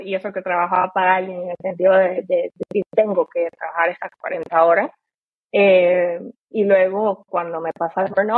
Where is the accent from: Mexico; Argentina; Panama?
Panama; now in Germany; en mi caso, por ejemplo, que vengo de Panamá